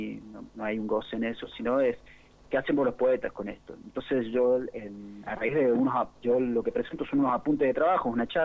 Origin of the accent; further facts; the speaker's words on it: San Rafael, Mendoza, Argentina; now in Mendoza, Argentina; yo soy de San Rafael, me vine hace un par de años acá a Ciudad Mendoza